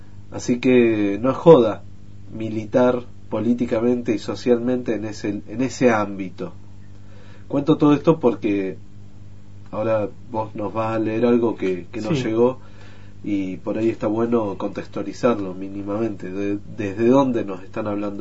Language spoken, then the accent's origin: Spanish; José C. Paz, Buenos Aires Province, Argentina; un lugar en donde yo viví toda mi infancia, en José C. Paz, en uno de los lugares más pobres del conurbano bonaerense, está en el oeste